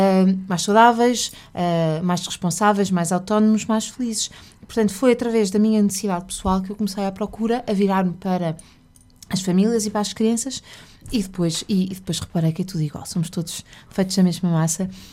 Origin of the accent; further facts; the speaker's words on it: Porto, Portugal; venho do Porto, tenho dois filhos.